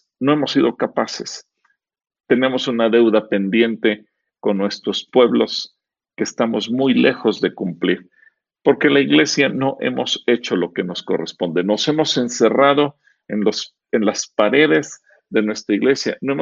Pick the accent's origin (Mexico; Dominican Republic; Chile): Mexico; Puedo hablar como mexicano de nuestros defectos como mexicanos